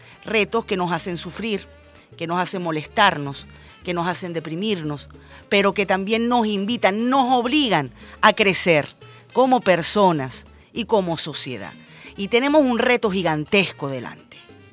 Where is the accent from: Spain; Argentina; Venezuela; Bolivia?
Venezuela; vivimos en Venezuela sin distingo de raza, religión, partido político, todos y todas somos venezolanos